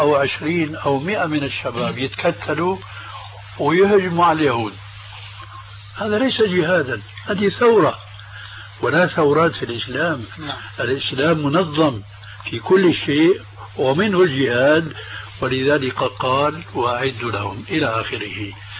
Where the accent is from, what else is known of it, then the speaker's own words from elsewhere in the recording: Syria; يقولون عندنا في سوريا عين ما بتقاوم مخرج